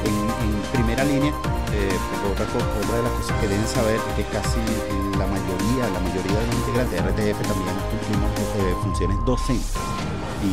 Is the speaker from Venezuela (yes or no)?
yes; Venezuela; de lo que nos identifica como venezolanos